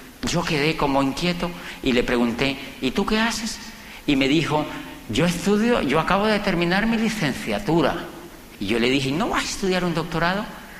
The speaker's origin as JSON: {"language": "Spanish", "country": "Colombia", "said": "Y yo le dije, yo vengo de Colombia."}